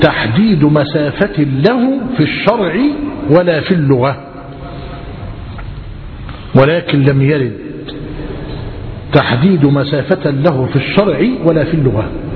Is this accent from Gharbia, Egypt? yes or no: yes; Gharbia, Egypt; زمان في بلدنا، إحنا بلدنا بينه وبين زفتة 12 كيلو تقريبا